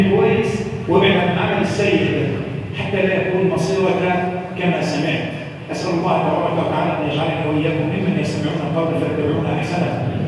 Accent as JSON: {"language": "Arabic", "country": "Egypt", "said": "اللهم احفظ بلادنا مصر من كل مكروه وسوء"}